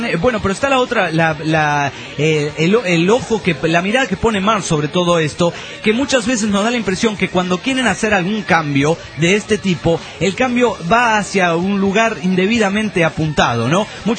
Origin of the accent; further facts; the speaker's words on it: Oaxaca, Mexico; now in Mexico City, Mexico; yo soy originario de Oaxaca y me encuentro en la Ciudad Universitaria estudiando para ser docapitalista.